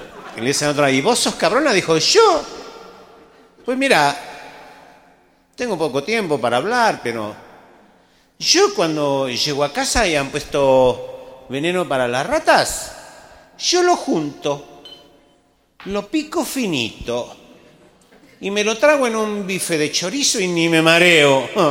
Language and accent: Spanish; Mexico; los mexicanos somos cojelones